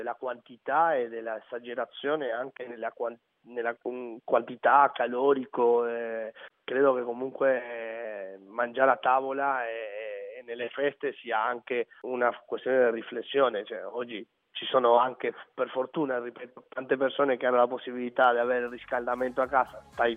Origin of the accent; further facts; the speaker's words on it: Uruguay; quando vado in Uruguay, alla mia terra, alla mia casa